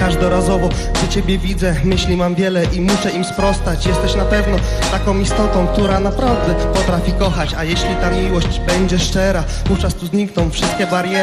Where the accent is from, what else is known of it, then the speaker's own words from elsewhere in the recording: Łódź, Łódź Voivodeship, Poland; Przyjechaliśmy z Łodzi.